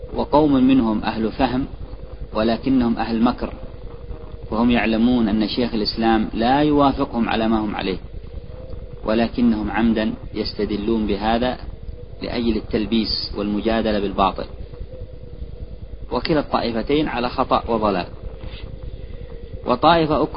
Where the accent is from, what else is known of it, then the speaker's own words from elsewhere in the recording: Yemen; صحيح، هذا عندنا في اليمن أو في من هو حولها